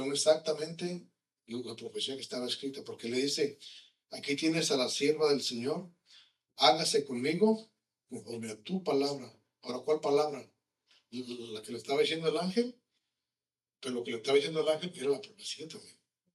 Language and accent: Spanish; Mexico; Especialmente como mexicanos, ¿no?